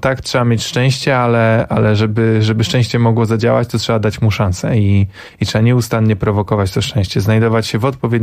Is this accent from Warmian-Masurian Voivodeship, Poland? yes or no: yes; Węgorzewo, Warmian-Masurian Voivodeship, Poland; also born or lived in Tricity; Ja jestem z małej miejscowości na Mazurach, z Węgorzewa, dumny. Potem mieszkałem w Trójmieście i nie jestem ani z bogatej rodziny